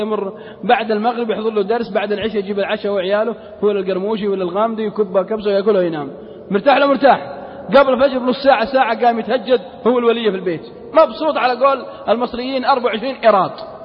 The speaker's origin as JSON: {"language": "Arabic", "region": "Al-Qassim", "country": "Saudi Arabia", "accent": "Qassimi", "said": "على لهجتنا القصيم ما أدري عاد إيش يقولون عندكم في جدة"}